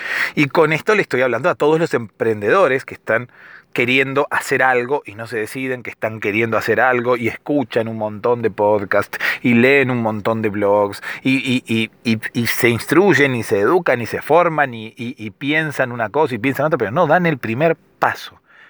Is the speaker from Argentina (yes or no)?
yes; Argentina; soy de Argentina y por eso hablo de vos.